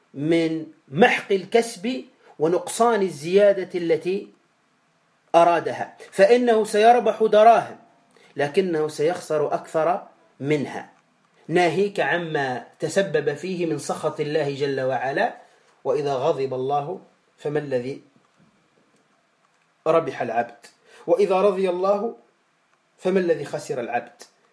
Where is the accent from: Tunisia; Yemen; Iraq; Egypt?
Tunisia; كما نقول عندنا في تونس الفقر والعنترة